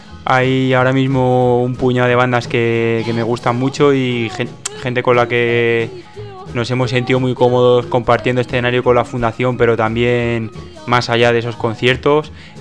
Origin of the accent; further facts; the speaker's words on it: Cartagena, Region of Murcia, Spain; soy de Cartagena